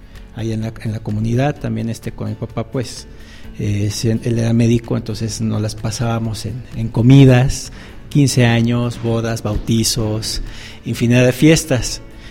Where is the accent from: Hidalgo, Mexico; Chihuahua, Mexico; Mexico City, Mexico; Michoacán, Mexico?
Hidalgo, Mexico; Ixmiquilpan; Yo sí soy de aquí, de Hidalgo. De hecho, soy de Ixmiquilpan, Hidalgo.